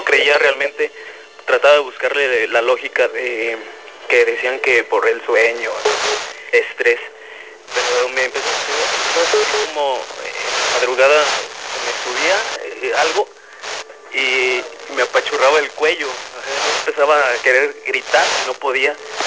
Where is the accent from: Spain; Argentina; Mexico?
Mexico; Celaya, Guanajuato; yo soy de Celaya, Guanajuato. En enero del 2010 me mandan con mi base al Seguro Social, aquí trabajo.